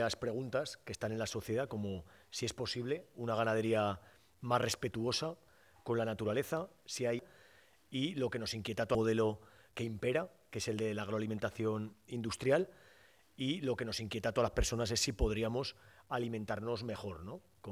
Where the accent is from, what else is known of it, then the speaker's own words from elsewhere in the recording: Nuez de Ebro, Aragon, Spain; vengo de un pequeño pueblo que se llama Nuez de Ebro, aquí en Zaragoza.